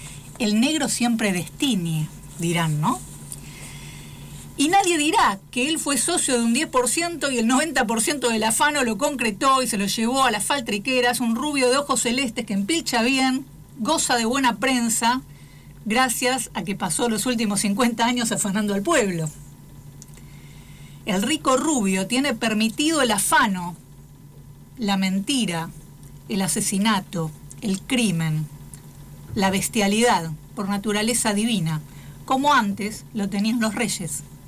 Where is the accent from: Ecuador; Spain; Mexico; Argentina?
Argentina; Tengo la obligación como argentina de que haya trabajo para todos